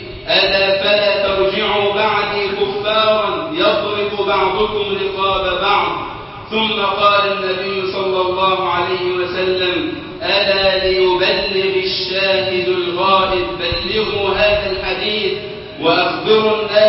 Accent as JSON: {"language": "Arabic", "country": "Egypt"}